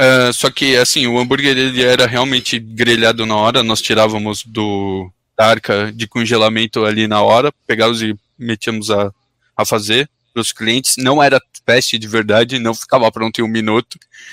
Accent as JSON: {"language": "Portuguese", "country": "Brazil", "moved": "as an adult", "said": "Depois disso, eu voltei a trabalhar na minha área que eu saí do Brasil trabalhando."}